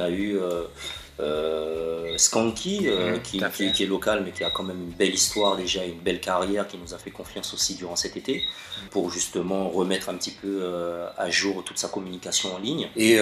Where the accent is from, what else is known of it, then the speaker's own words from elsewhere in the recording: Martinique; on s'est pas souvent présentés en tant que Martiniquais. On s'est souvent présentés comme des Caribéens.